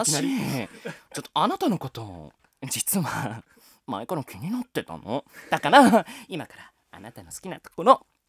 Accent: Tokyo, Japan; 出身は東京生まれ東京育ちの江戸っ子でございます。

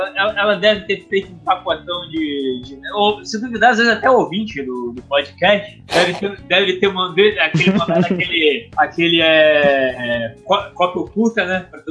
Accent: Brazil; A gente é brasileiro

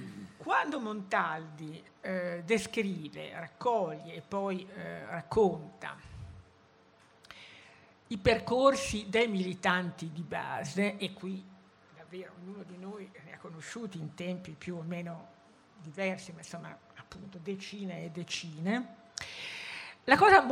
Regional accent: Stradella, Lombardy, Italy; moved away as an adult; now in Milan, Italy; io sono di Stradella, anche se Milano mi ha abbagliato con le sue luci subito e diciamo mi sono radicata a Milano senza riserve, ma anch'io fino a 18 anni sono stata in un paese, no?

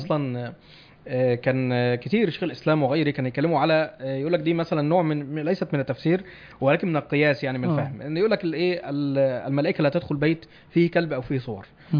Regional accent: Egypt; واحنا من اهل مصر

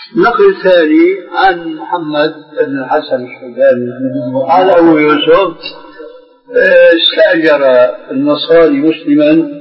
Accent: Syria; كلنا نحن سوريين

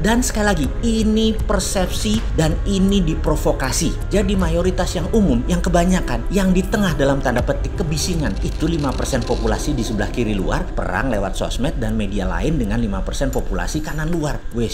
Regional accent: East Java, Indonesia; Saya dari Jawa Timur, yang sering ancuk-ancuk dan giamput-giamput.

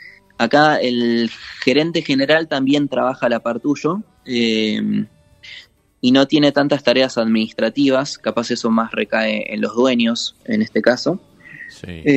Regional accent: Argentina; No, acá sí, argentino.

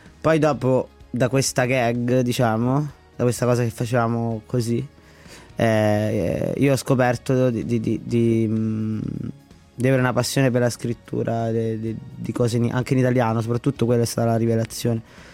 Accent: Latina, Lazio, Italy; Io sono di Latina innanzitutto, la scuola di Latina.

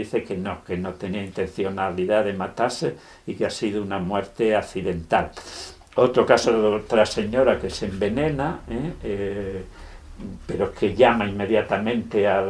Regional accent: Avilés, Asturias, Spain; un parador de Avilés, de donde yo soy

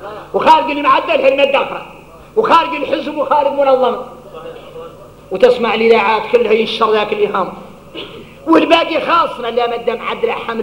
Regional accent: Mauritania; احنا موريتاني نين

